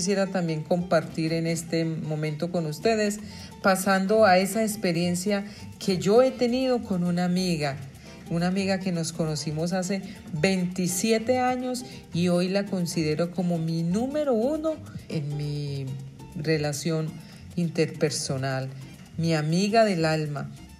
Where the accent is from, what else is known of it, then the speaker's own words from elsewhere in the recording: New York, United States; Crecimos en Nueva York, nos conocimos en Nueva York, crecimos juntas, parrandeando y loqueando juntas en la vida de los colombianos en ese estado.